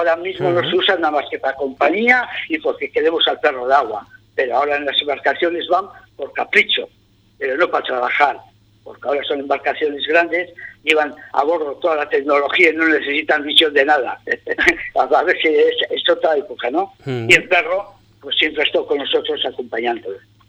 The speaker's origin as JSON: {"language": "Spanish", "country": "Spain", "said": "Sí, somos españoles"}